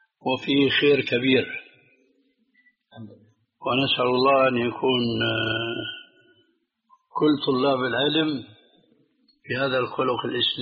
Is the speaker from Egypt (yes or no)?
no; Syria; وهنا يقولون عندنا في سوريا شو هالشد يا رسول الله، هذه لهجة سورية خطأ